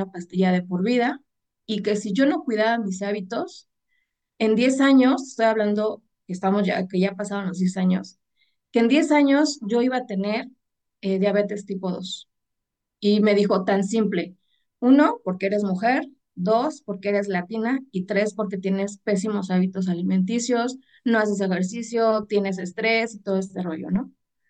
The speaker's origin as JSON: {"language": "Spanish", "country": "Mexico", "said": "Y en México, yo soy de México."}